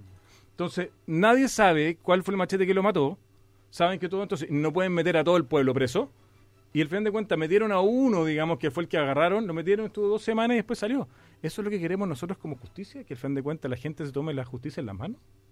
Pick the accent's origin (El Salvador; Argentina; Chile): Chile; como buen chileno